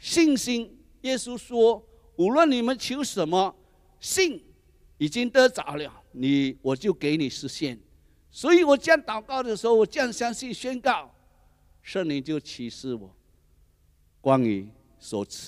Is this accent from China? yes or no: no; Seremban, Negeri Sembilan, Malaysia; 我回去斯迪旺的时候，都会吃什么那个云吞面啊、干拌面啊，还有这卤面啊，都是我们家乡的菜